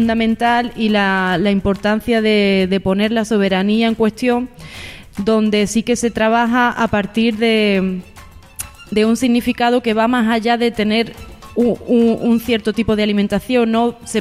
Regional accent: Andalusia, Spain; Soy mujer andaluza, rural, y a ello me debo también, ¿no?

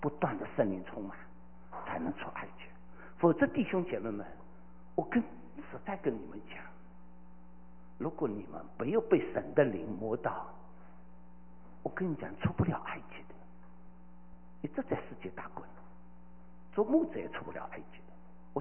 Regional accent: Shanghai, China; 我是个上海人

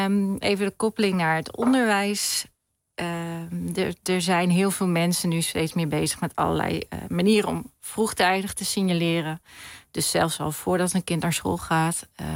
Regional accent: Hengelo, Overijssel, Netherlands; Ja, ik kom zelf ook uit het oosten van het land, Hengelo.

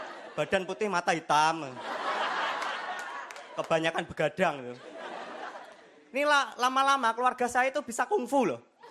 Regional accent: Madiun, East Java, Indonesia; dan saya dari Madiun. Saya pengen cerita aja teman-teman. Saya ini anaknya petani.

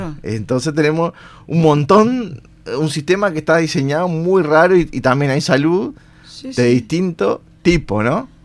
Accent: Uruguay; cómo somos los uruguayos?

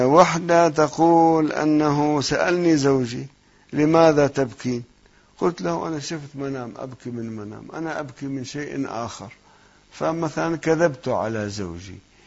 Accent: South Governorate, Lebanon; now in Qom, Iran; أنا من قريتنا في لبنان فوق صور ما أعرضت عنها، يمكن يأتي وقت أني أسكن فيها

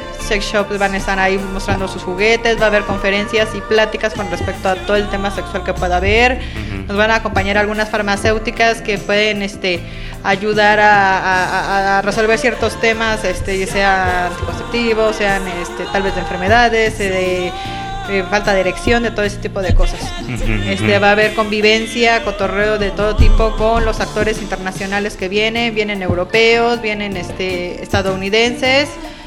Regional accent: Mexico City, Mexico; Sí, yo soy de la Ciudad de México.

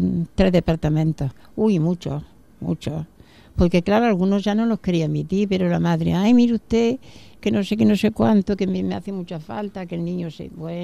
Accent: Córdoba, Andalusia, Spain; born there; also born or lived in Jaén; Yo nací en Córdoba, soy cordobesa. Y luego ya me fui a Jaén, a esto. Y ya allí me quedé, conocí a mi marido y tal, y me quedé allí ya.

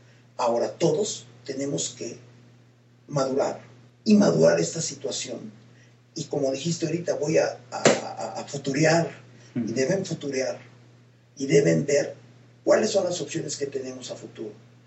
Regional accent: Mexico; hoy tenemos que valorar como mexicanos muy bien el momento en el que estamos

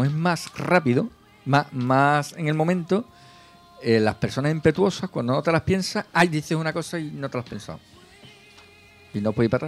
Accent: Jerez de la Frontera, Andalusia, Spain; yo soy de Jerez

